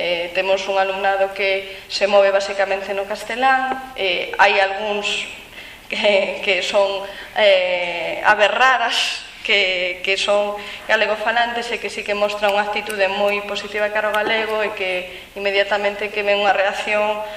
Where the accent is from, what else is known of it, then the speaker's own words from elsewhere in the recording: Galicia, Spain; son esquizofrenias que existen aquí entre nós galegos na nosa terra